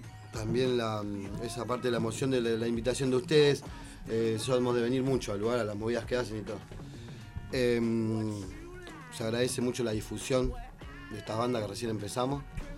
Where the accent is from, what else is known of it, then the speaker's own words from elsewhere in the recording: Ensenada, Buenos Aires Province, Argentina; Bueno, somos de Ensenada, Ensenada y Punta Lara.